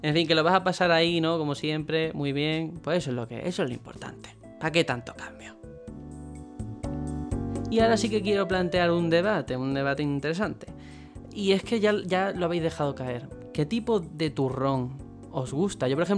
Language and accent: Spanish; Algeciras, Andalusia, Spain; now in Madrid, Spain; Yo soy de Algeciras, aunque esté en Madrid, así que me iré a Algeciras a la Nochebuena